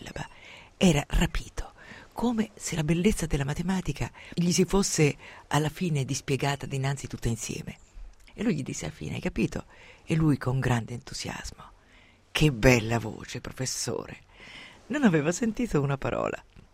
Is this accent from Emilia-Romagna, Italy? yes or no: no; Umbria, Italy; In un passato recente il vetriolo era la vendetta più economica, per esempio nel mio paese umbro.